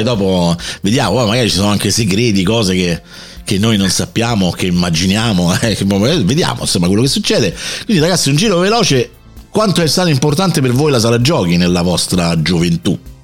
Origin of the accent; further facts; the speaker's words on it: Rome, Lazio, Italy; io vengo dalla grande città, vengo da Roma e andavo a scuola in un quartiere di confine tra un quartiere borghese e un quartiere estremamente selvaggio, diciamo così.